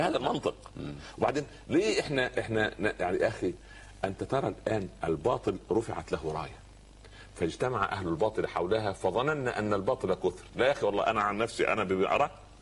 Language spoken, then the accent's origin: Arabic; Egypt; عندنا في مصر مثال لطيف